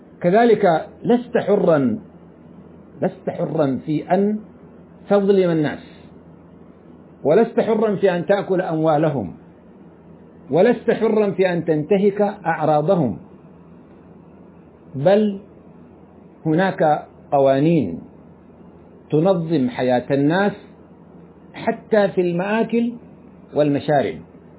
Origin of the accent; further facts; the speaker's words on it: Sudan; كما يفعل بعض الناس عندنا في السودان،